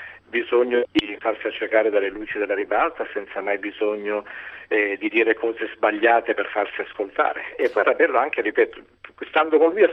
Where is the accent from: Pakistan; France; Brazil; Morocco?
Brazil; São Paulo; quando ero bambino in Brasile a San Paolo e giocavo con i miei coetanei che erano ebrei, musulmani, mulatti, giapponesi ed ero figlio di immigranti italiani.